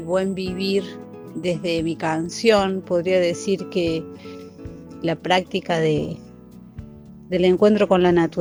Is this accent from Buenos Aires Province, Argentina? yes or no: no; Cosquín, Córdoba, Argentina; born there; Soy nacida en Cosquín.